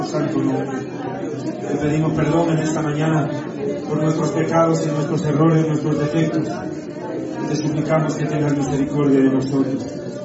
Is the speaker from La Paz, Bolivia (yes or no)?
yes; La Paz, Bolivia; Para mí es un momento muy especial poder estar aquí en La Paz, en mi tierra, en mi ciudad